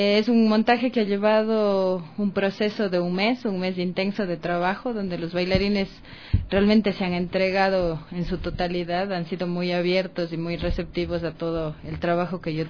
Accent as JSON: {"language": "Spanish", "town": "Cuenca", "region": "Azuay", "country": "Ecuador", "lives_now": "Quito, Ecuador", "said": "Yo soy de Cuenca, yo estudié en el Conservatorio José María Rodríguez de Cuenca, y de ahí vine a Quito"}